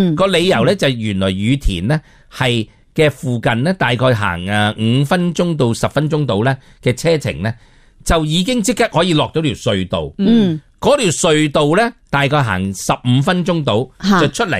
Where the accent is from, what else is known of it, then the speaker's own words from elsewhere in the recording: Hong Kong; 咁日本人咧同我哋香港人唔同嘅。